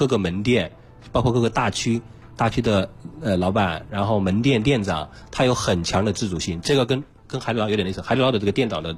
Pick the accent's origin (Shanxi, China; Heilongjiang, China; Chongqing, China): Chongqing, China; 因为我重庆人啊